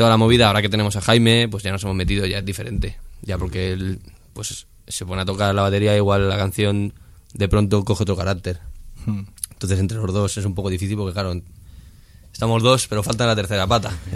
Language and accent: Spanish; Tarragona, Catalonia, Spain; Yo soy de Tarragona.